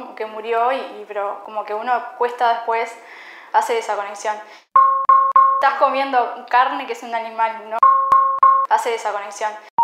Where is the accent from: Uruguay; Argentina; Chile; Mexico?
Uruguay; Montevideo; yo soy de Montevideo, en serio, yo del Prado